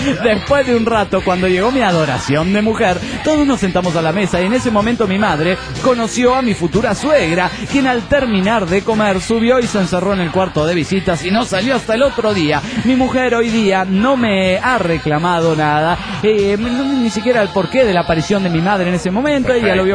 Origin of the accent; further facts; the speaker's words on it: Mexico City, Mexico; del DF mexicano.